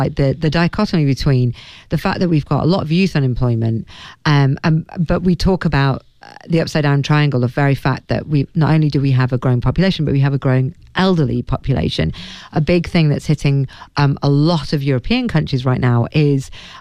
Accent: United Kingdom; It's incredible because we're both British

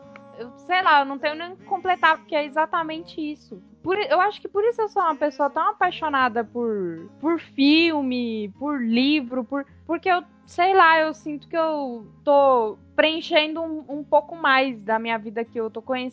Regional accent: Minas Gerais, Brazil; Eu sou mineira.

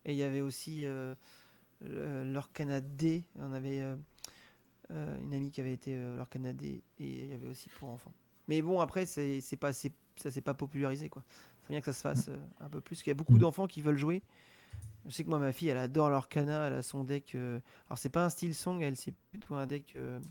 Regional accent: Normandy, France; Ah bah oui, je suis normand pur. Normand. Ouais. Là-bas, je suis de la Manche.

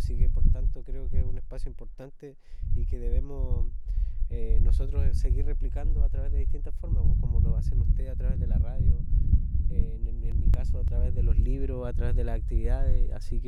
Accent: Quellón, Los Lagos, Chile; de la comuna de Quellón.

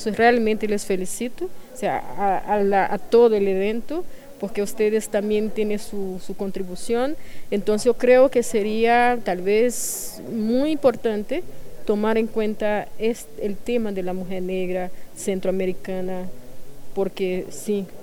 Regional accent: Brazil; yo soy brasileña y eso no puedo dejar de lado en ningún momento

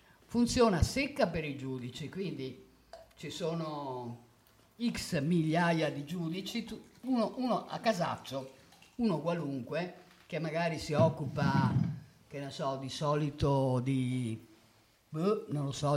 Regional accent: Padua, Veneto, Italy; pur essendo padovano vi assicuro che non è affatto amico mio.

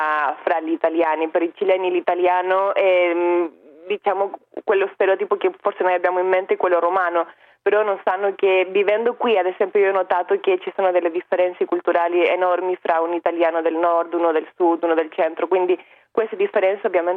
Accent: Chile; Italian is a second language; Quindi questo è il primo step che crea disuguaglianza in Cile, che è un grandissimo problema nel mio paese.

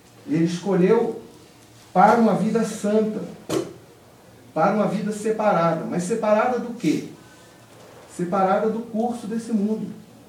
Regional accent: Minas Gerais, Brazil; a gente pode aqui, como bons mineiros, comer a sopa pela beirada

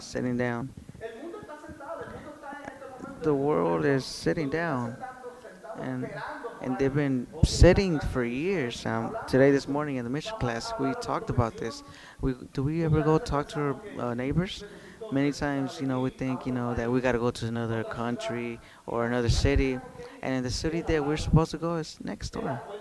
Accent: New York City, New York, United States; I was raised there in Brooklyn.

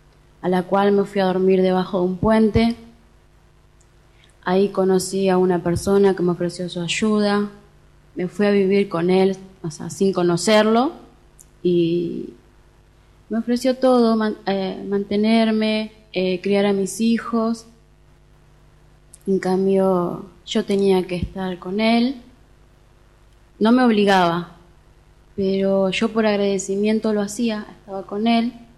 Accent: Entre Ríos, Argentina; moved away; Me vine de Entre Ríos para no vivir esto.

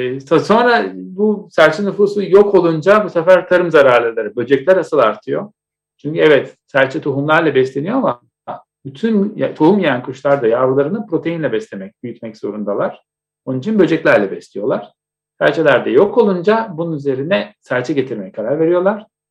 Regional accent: Istanbul, Turkey; Onun için şimdi ben Etiler'de büyüdüm.

